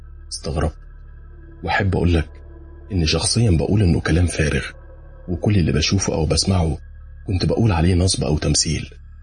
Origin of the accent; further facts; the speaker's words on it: Benha, Qalyubia, Egypt; now in Medina, Saudi Arabia; مصري من بنها ومقيم في المدينة المنورة.